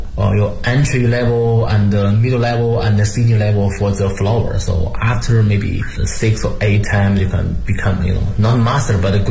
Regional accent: Beijing, China; I'm from Beijing, I know Beijing a lot.

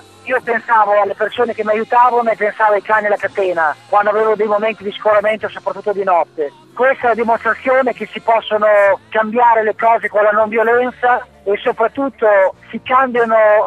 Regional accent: Emilia-Romagna, Italy; dobbiamo essere orgogliosi non solo come emiliano romagnoli ma come italiani

